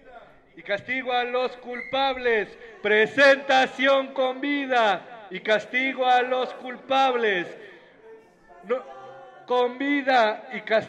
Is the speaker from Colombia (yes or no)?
no; Oaxaca, Mexico; Allá de donde vengo, en la región del Istmo, como dicen aquí